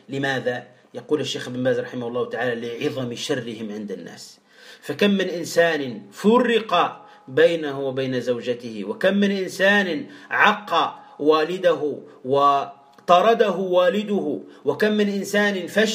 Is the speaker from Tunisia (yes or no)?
yes; Tunisia; ماذا نقول عندنا في تونس؟